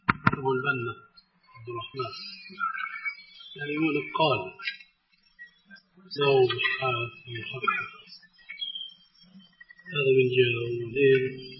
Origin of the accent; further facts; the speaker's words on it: Syria; كما يقولون عندنا في الشام